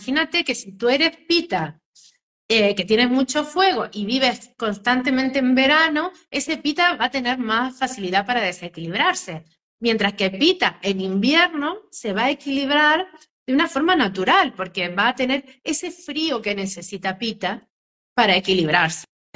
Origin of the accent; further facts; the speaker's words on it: Argentina; now in Spain; Yo soy argentina, pero vivo en España, y la semana que viene me voy a visitar mi tierra